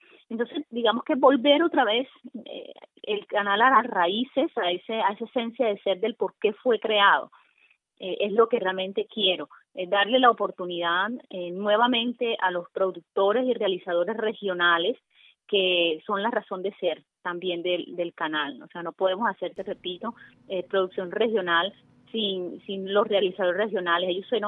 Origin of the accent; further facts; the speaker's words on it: Cereté, Córdoba, Colombia; born there; also born or lived in Barranquilla; Soy nacida en Cereté, que me fui durante muchos años a Barranquilla a estudiar. Luego regresé a mi tierra, la tierra siempre llama.